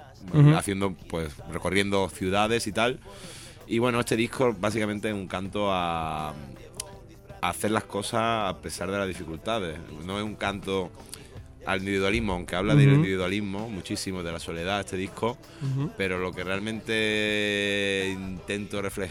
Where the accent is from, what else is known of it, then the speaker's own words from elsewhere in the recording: Málaga, Andalusia, Spain; now in Madrid, Spain; Bueno, yo vengo de Málaga y, bueno, mi idea es estar aquí en Madrid una temporada